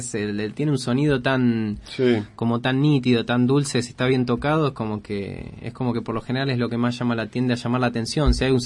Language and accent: Spanish; Argentina; Es como que, claro, somos argentinos, escribimos en inglés, una Big Band de cuatro.